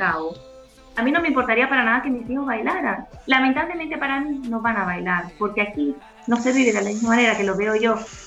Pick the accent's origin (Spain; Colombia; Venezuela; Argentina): Venezuela; Nosotros en mi tierra, en Venezuela, la salsa y el merengue se baila y la pareja está muy pegada.